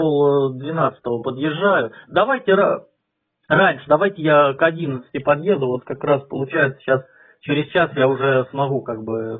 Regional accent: Peterhof, Saint Petersburg, Russia; Я с Петергофа. Ну, я тут на съемном жилье живу, сам я в Питере работаю. Езжу каждый день.

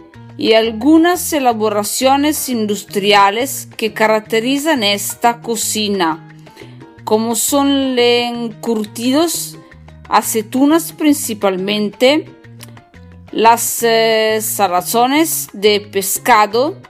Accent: northern Italy, Italy; Spanish is a second language; recuerdo que yo soy italiana, del nord de Italia. Estudio español da sola.

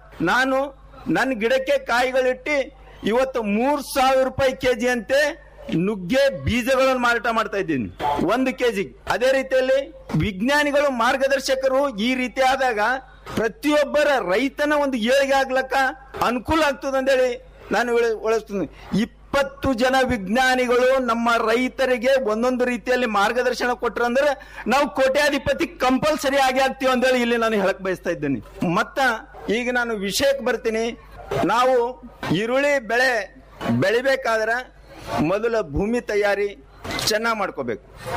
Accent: Haleprága, Karnataka, India; ನಮ್ಮ ಊರು ಹಾಲೆಪ್ರಗಾ ಗ್ರಾಮ. ಹಾಲೆಪ್ರಗಾ ಗ್ರಾಮ ಬೀದರ್ ಡಿಸ್ಟಿಕ್ ನಲ್ಲಿ

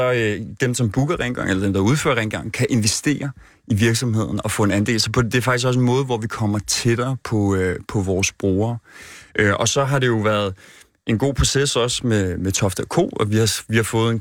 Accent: Copenhagen, Capital Region of Denmark, Denmark; Jeg er fra Vesterbro.

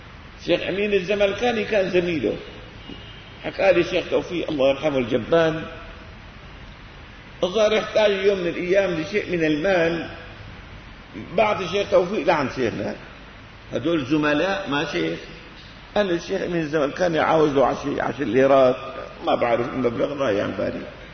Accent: Syria; لكن في منهم من اللي عندنا بسوريا بيغالوا.

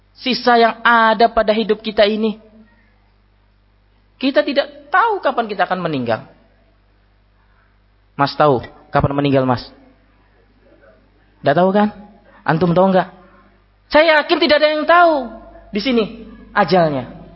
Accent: Java, Indonesia; saya bukan orang Sulawesi, orang Jawa. Ma, puang, saya sudah sepuh, sudah senja.

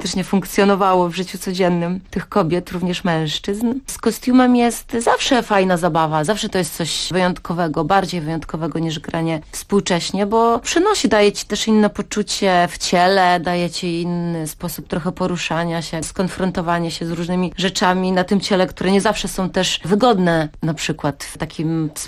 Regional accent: Kołobrzeg, West Pomeranian Voivodeship, Poland; also born or lived in Dygowo

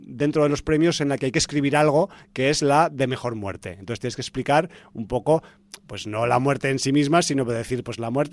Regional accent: Zaragoza, Aragon, Spain; es porque soy de Zaragoza

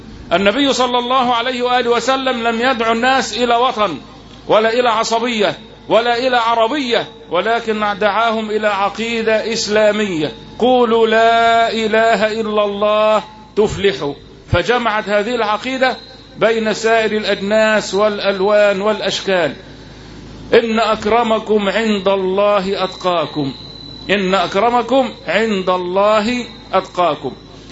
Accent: Egypt; يبقى أنا مصري وإنت مصري صرف النظر عن الدين

